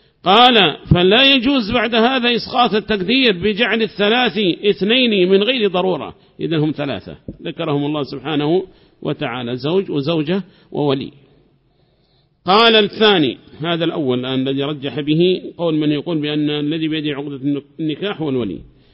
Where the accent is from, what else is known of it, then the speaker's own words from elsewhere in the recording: Yemen; ما هي موجودة عندنا في اليمن هذه المراجع